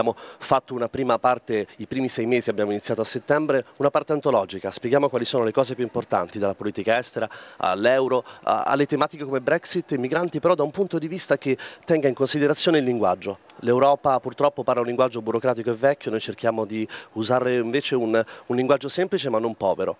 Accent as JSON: {"language": "Italian", "town": "Rimini", "region": "Emilia-Romagna", "country": "Italy", "said": "Io sono di Rimini, non voglio tornare allo Stato della Chiesa."}